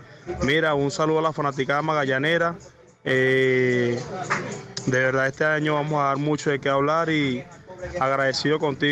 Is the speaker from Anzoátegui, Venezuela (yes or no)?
no; San Joaquín, Carabobo, Venezuela; also born or lived in Valencia; soy de Valencia, soy de San Joaquín